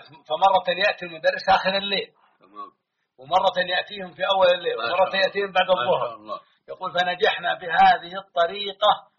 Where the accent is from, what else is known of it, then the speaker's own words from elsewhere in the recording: Hejaz, Saudi Arabia; ونحن إخوانكم من مكة والمدينة